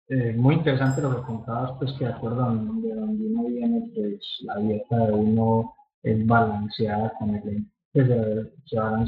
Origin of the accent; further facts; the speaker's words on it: Colombia; moved away as an adult; now in Canada; yo nací en Colombia, estuve en Colombia hasta los 19 años. Yo desde el 2002 estoy viviendo en Canadá.